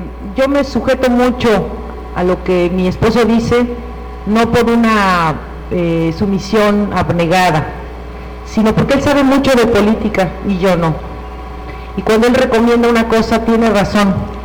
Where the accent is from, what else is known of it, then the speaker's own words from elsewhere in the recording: Mexico; Nosotros, como mexicanos, bueno, yo no soy autoridad, pero como nación